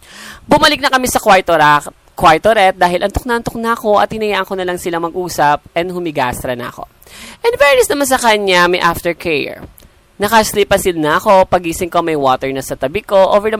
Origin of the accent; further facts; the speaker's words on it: Central Luzon, Philippines; Mag-isa lang kasi ako sa apartment na nire-rent ko. Taga Bulacan kasi ako.